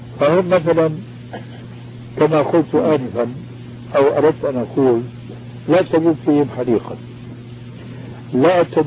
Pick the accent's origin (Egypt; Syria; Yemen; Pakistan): Syria; Damascus, Damascus Governorate; كما يقولون عندنا في دمشق الألف من المصطيجة